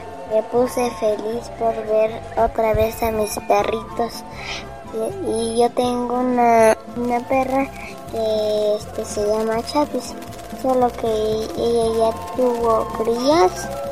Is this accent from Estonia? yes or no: no; Moctum, Oaxaca, Mexico; extrañaba mucho a mi pueblo y a mis perritos y a mis amigos. Por eso es que le dije a mi mamá que nos viniéramos hoy. Y no me quería quedar allá en Oaxaca porque allá estar encerrado, pura encerrado, y acá en Moctum es libertad.